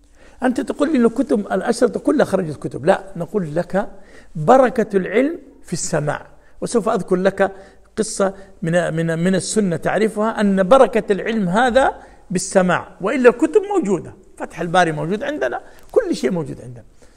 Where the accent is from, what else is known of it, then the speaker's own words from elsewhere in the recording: Jeddah, Makkah Province, Saudi Arabia; وأذكر أنا أول ما نشأت يعني جلست في مدينة جدة، جلسنا 10 سنوات